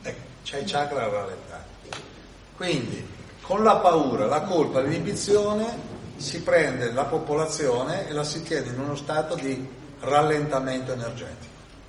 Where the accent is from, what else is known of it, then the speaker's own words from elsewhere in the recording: Milan, Lombardy, Italy; Io spesso sono in viaggio, di origine sono di Milano, c'è la famiglia delle Marche, ma stavano a Milano e sono cresciuto a Milano.